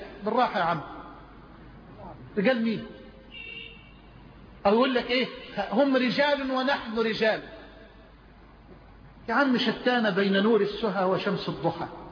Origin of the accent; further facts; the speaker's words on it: Egypt; الى مصر، الى بلدنا مصر